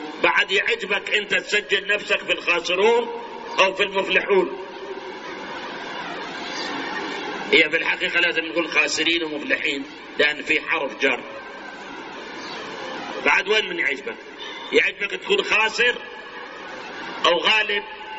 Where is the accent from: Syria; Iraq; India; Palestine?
Iraq; هاي الاحزاب الآن كم حزب سياسي عندنا بالعراق؟